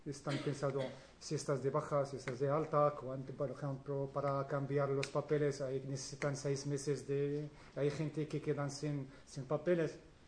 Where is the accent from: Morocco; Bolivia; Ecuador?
Morocco; yo soy de Marruecos